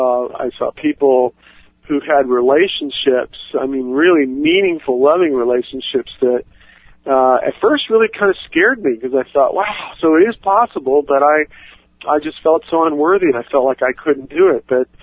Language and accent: English; Puerto Rico; I grew up in Puerto Rico, and I was familiar with the Caribbean islands